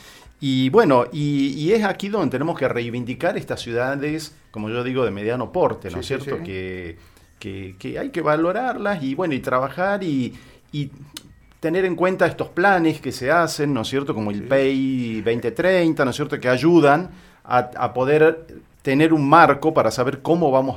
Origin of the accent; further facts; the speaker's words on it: Argentina; Tenemos el orgullo como argentinos de tener una ciudad que es un faro de la cultura en Sudamérica